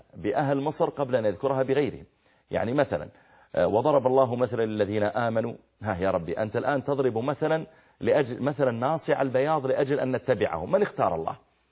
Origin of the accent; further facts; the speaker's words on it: Saudi Arabia; عاد ومدائن صالح اللي موجودة عندنا في السعودية الآن قريب من المدينة